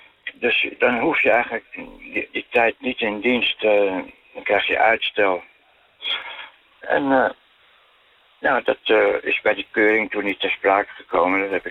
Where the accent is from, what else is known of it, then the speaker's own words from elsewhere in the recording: Amsterdam, North Holland, Netherlands; als Amsterdammer. Tussen allerlei andere stedelingen natuurlijk, Rotterdam, Den Haag.